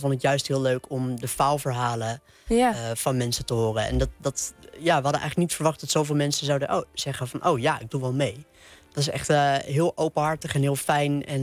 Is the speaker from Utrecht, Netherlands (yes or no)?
yes; Nieuwegein, Utrecht, Netherlands; Maar dit is de tram in Nieuwegein. En mijn kamer van mijn oude huis waar ik opgegroeid ben, die keek uit over de trambaan, zeg maar.